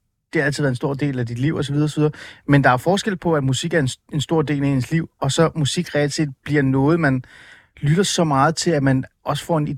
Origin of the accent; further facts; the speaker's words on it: Ålsgård, Capital Region of Denmark, Denmark; Jeg tror jeg voksede op i Ålsgård, Nordsjælland.